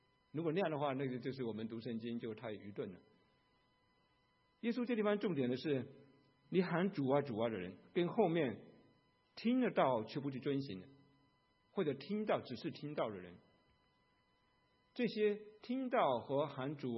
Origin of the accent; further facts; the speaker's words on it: Fujian, China; 在我们家乡是在马祖对面，我童年就看到好多那个山洞里面打进去都是打仗的时候